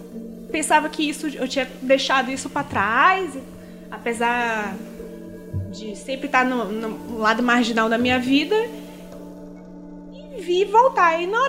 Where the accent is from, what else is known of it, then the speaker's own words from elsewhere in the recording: Manaus, Amazonas, Brazil; also born or lived in Rio Grande do Sul; now in São Paulo, Brazil; eu sou gaúcha. Minha família... É do Nordeste, eu fui criada em Manaus.